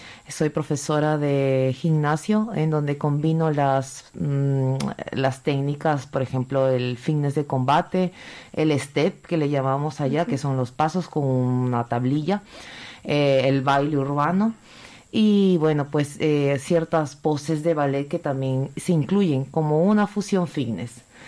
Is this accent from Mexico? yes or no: no; Peru; En mi país no se encuentra mucho el respeto a las autoridades. Aquí respetan mucho a las autoridades y las autoridades se dan mucho a respetar. Eso me impresiona mucho porque en Perú no encontramos ese respeto hacia la autoridad